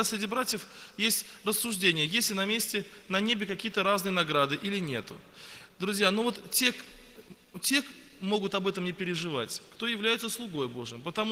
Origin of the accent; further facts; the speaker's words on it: Yeysk, Krasnodar Krai, Russia; Я сам из Краснодарского края, город Ейск, на берегу Азовского моря, есть такой небольшой городок. У меня пятеро детей, мне 34 года.